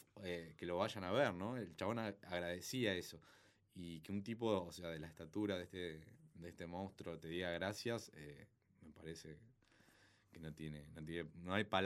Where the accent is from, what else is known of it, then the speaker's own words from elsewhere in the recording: Argentina; vengo de Argentina a ver el show.